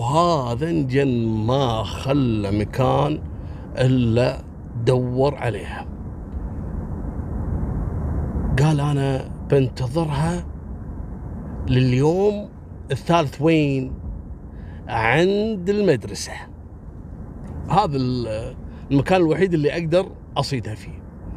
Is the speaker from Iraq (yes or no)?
no; Kuwait; تدرون عندنا بالكويت لما واحد ويا واحدة يتمشون بالسيارة الشرطة يوقفونه